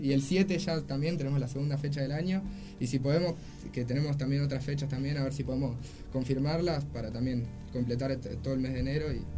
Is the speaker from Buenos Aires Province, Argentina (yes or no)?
yes; Moreno, Buenos Aires Province, Argentina; nosotros somos humildes personas de Moreno